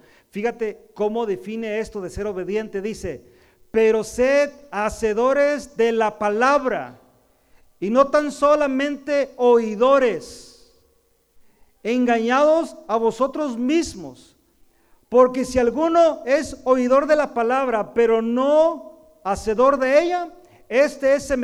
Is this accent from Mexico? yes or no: yes; Mexico; now in United States; no por hablar porque yo soy mexicano